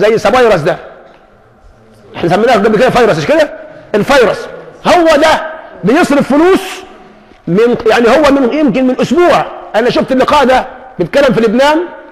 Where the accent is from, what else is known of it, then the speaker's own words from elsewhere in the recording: Egypt; أقول له الله يهديك أنا مصري، مش تفضحني، أنا مصري